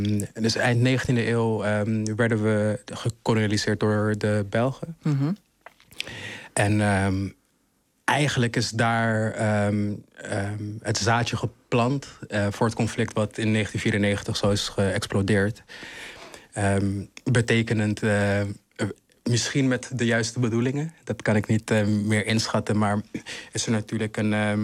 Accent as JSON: {"language": "Dutch", "country": "Rwanda", "tie": "born or raised there", "second_language": "Dutch", "lives_now": "Netherlands", "said": "Ja, ik kom dus uit Rwanda, geboren en getogen. Ben een hele trotse Rwandees."}